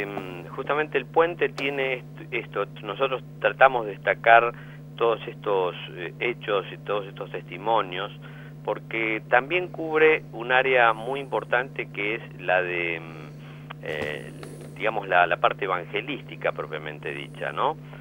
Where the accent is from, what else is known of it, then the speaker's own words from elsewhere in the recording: Argentina; nosotros como argentinos a veces tenemos una actitud un tanto discriminatoria, me parece.